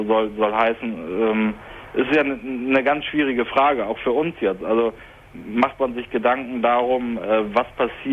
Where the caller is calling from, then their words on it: Hamburg, Germany; seit fast 2 Monaten in einem Hospiz hier bei uns in Hamburg.